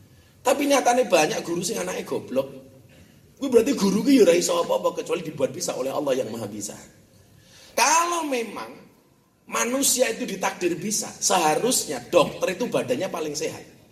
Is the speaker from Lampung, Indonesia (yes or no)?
yes; Lampung, Indonesia; born there; saya aslinya Ponorogo, lahir di Lampung. Puja Kesuma lah, putra Jawa kelahiran Sumatera.